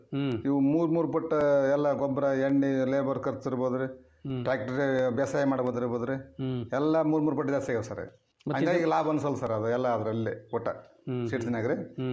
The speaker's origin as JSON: {"language": "Kannada", "town": "Chilakamukhi", "region": "Karnataka", "country": "India", "said": "ಕೊಪ್ಪಳ ಜಿಲ್ಲಾ ಕೊಪ್ಪಳ ತಾಲೂಕು ರೀ. ಚಿಲಕಮುಖಿ ಗ್ರಾಮ"}